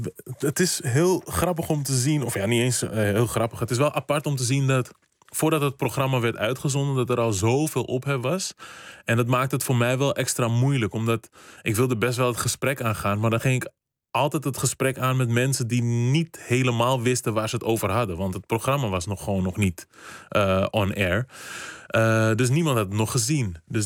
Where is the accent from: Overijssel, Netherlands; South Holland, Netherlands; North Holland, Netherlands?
North Holland, Netherlands; Amsterdam; born there; Dus ik ben hier geboren, gewoon Amsterdam, Nederland. Ik voel me ook gewoon Nederlander, maar ik voel me ook echt Kaapverdiaan.